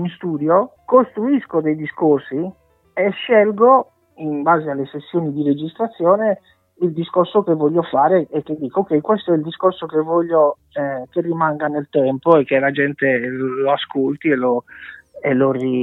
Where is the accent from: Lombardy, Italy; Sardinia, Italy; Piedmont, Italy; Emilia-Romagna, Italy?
Sardinia, Italy; nel mio caso, visto che sono sardo, dell'età nuragica